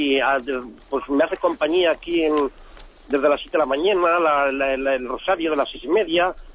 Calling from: San Sebastián, Basque Country, Spain; de San Sebastián.

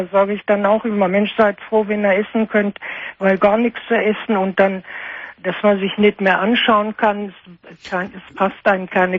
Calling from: Munich, Bavaria, Germany; ich war bei uns in München im Bogenhausen. Das ist ein großes Klinikum.

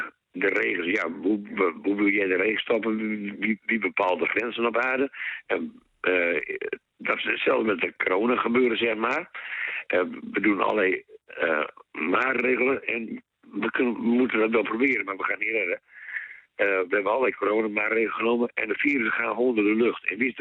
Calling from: Groningen, Netherlands; Ik kom uit Oost-Groningen. Nou, een heel mooi stukje schoon Nederland.

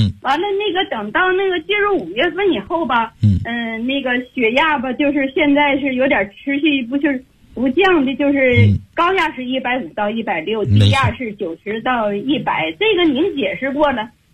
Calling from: Beijing, China; 我是北京的学员，我今年72岁了。

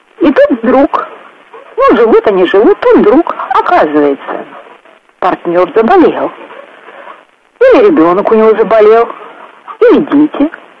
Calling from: Samara, Samara Oblast, Russia; Я из Самары. Слушаю нашу передачу.

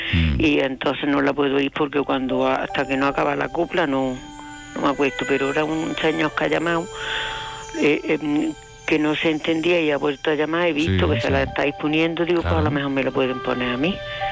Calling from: Córdoba, Andalusia, Spain; de Córdoba, que he llamado ya muchísimas veces y siempre le pido la misma canción

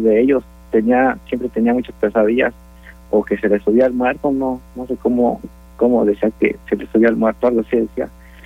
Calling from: Austin, Texas, United States; Sí, fue aquí. Aquí fue donde pasó eso.

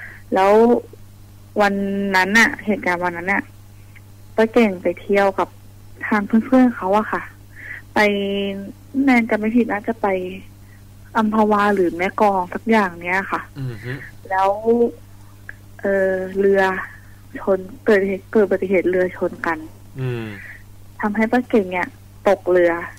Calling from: Ban Pong, Ratchaburi, Thailand; บ้านโป่งราชบุรีค่ะ

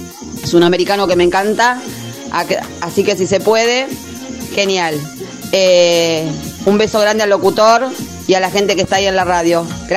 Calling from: Quilmes, Buenos Aires Province, Argentina; de Quilmes Oeste.

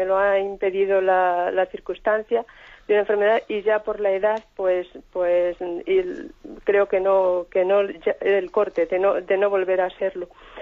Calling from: Madrid, Community of Madrid, Spain; de Madrid.

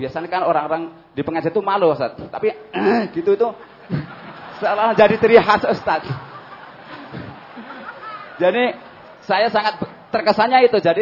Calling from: Batu Marta, South Sumatra, Indonesia; saya dari Sumatera Selatan mewakili dari Batu Marta

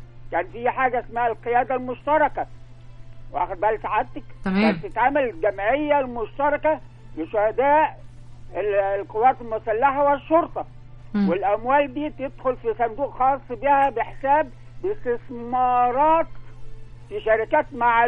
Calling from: Alexandria, Alexandria Governorate, Egypt; من اسكندرية يا فندم.

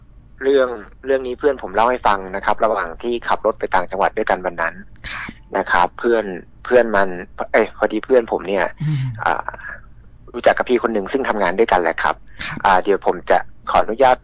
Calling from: Phrae, Thailand; ผมโทรมาจากจังหวัดแพร่ครับ

